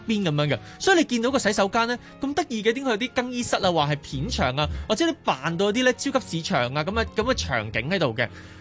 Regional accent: Hong Kong

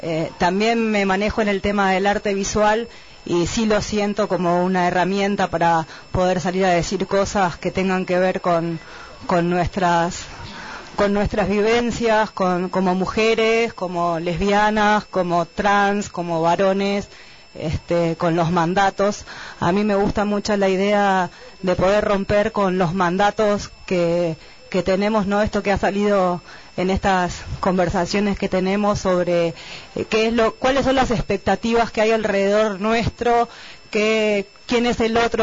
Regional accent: Mendoza, Argentina; vengo desde Mendoza.

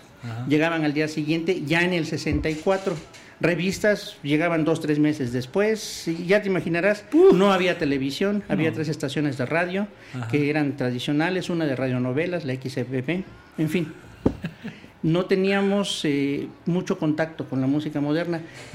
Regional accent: Acapulco, Guerrero, Mexico; Sí, soy de allá de Acapulco, en Acapulco.

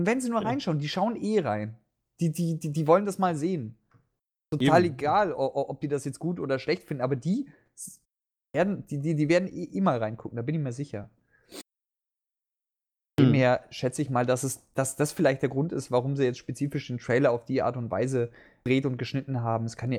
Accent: Bavaria, Germany; im Westen, ich komme ja aus Bayern, ist mir das nie so aufgefallen.

